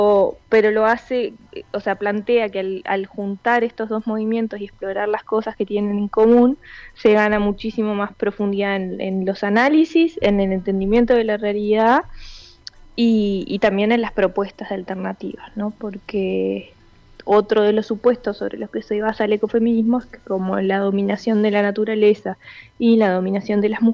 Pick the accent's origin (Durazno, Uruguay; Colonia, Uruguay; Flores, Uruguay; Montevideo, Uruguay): Montevideo, Uruguay; now in Salto, Uruguay; Yo soy de Montevideo y me acabo de mudar a Salto.